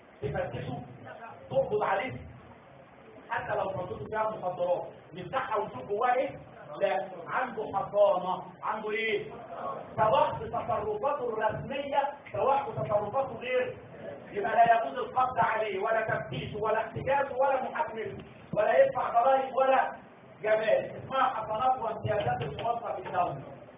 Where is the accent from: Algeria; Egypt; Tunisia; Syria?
Egypt; زي ما بيجوا عندنا في مصر يفتشوا على السجون